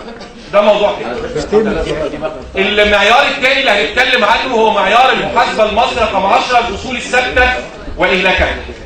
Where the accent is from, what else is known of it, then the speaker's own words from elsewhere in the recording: Egypt; بس عندنا في مصر قيود وهنا مفيش اي قيود على الموضوع ده